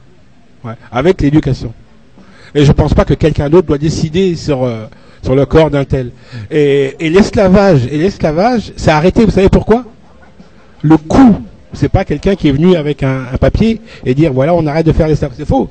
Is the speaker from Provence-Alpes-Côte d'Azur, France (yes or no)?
yes; Marseille, Provence-Alpes-Côte d'Azur, France; born there; en tant qu'homme noir, je suis français, je suis né à Marseille, mais je suis un homme noir.